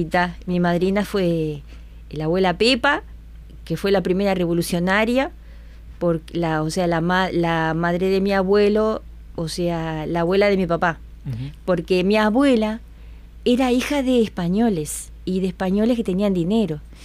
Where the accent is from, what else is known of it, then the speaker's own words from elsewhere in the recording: Carmelo, Colonia, Uruguay; born there; Yo nací en Carmelo también.